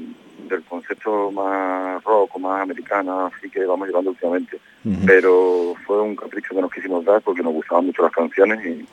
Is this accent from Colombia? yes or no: no; Córdoba, Andalusia, Spain; Nosotros somos de Córdoba